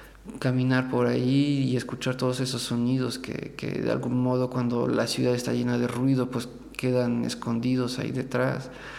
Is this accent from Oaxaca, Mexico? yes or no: no; Querétaro, Mexico; por coincidencia me encontré en la ciudad de Querétaro, que es de ahí de donde vengo, de donde es mi familia.